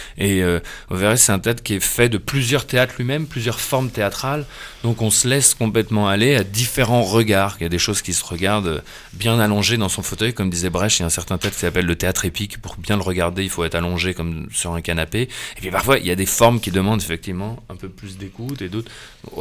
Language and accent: French; Germany; moi qui n'ai pas vécu, j'ai grandi en Allemagne